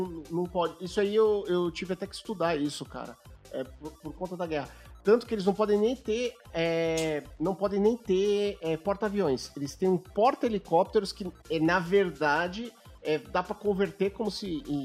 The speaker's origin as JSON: {"language": "Portuguese", "town": "Santos", "region": "São Paulo", "country": "Brazil", "said": "eu sou de Santos, perto de Cubatão"}